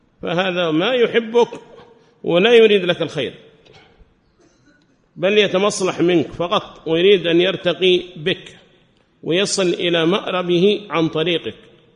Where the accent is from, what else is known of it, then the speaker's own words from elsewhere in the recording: Yemen; هذه مقولة لهم قالوها في بلادنا اليمن